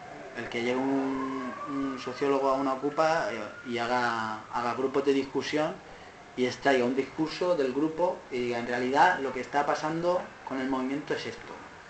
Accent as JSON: {"language": "Spanish", "town": "Alicante", "region": "Valencian Community", "country": "Spain", "said": "porque yo vengo de Alicante"}